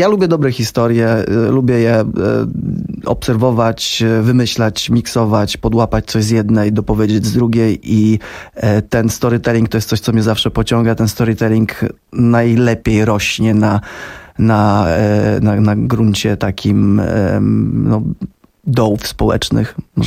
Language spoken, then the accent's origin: Polish; Ostrowiec Świętokrzyski, Świętokrzyskie Voivodeship, Poland; Z Ostrowca Świętokrzyskiego, że się przepucuję tam.